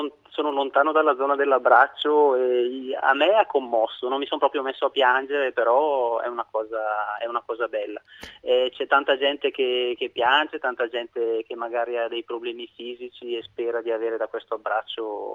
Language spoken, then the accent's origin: Italian; Mapello, Lombardy, Italy; Provincia di Bergamo, Mapello.